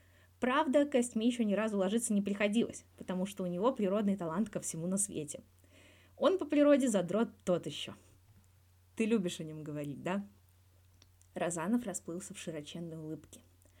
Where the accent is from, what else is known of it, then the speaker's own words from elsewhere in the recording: Moscow, Russia; Расскажи про свое детство. Я вырос в Москве.